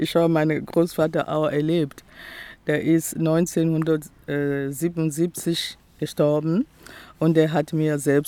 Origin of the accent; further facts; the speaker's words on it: Republic of the Congo; now in Essen, Germany; Ich komme aus dem Kongo-Brazzaville. Und ich war Studentin in der DDR, also ich habe auch DDR kennengelernt.